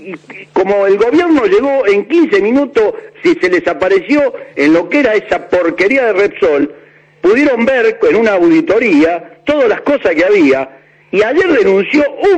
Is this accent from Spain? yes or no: no; Buenos Aires, Argentina; Sí, yo estoy de la cancha Argentina, estoy a 10 cuadras. Nací en la Paternal, en la isla. Soy isleño a muerte. Aunque soy fanático hincha de Banfield, por esas cosas de la vida, soy isleño de la Paternal